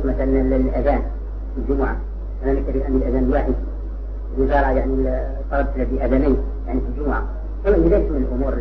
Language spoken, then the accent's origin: Arabic; Algeria; أمر يتعلق على بالعلمة عندنا في الجزائر